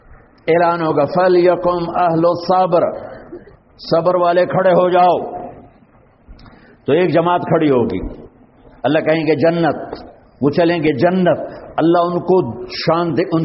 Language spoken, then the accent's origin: Urdu; Tulamba, Punjab, Pakistan; ہمارا تلمبا قصبہ ہے, اس کے ساتھ میرا گاؤں ہے اور ایک لاکھ کی آبادی کا چھوٹا سا شہر ہے.